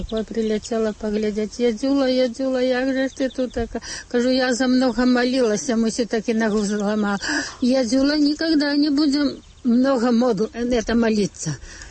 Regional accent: Lithuania; Я літоўка.

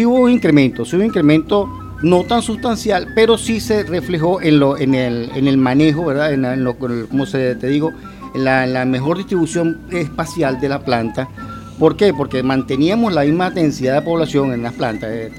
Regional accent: El Tocuyo, Lara, Venezuela; now in Portuguesa, Venezuela; Mira, soy nativo del Tocuyo, venido para acá hace muchos años, trajo mi papá acá para Portuguesa.

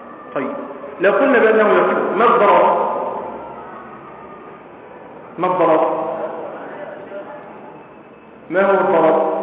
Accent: Egypt; لكن الذين يعني تكلموا بهذه المسائل أكثر عندنا في مصر

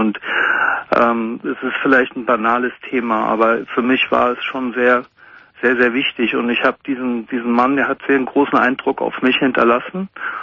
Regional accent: Münster, North Rhine-Westphalia, Germany; Da war ich nicht hier in Münster. Ich bin aus Münster in Westfalen.

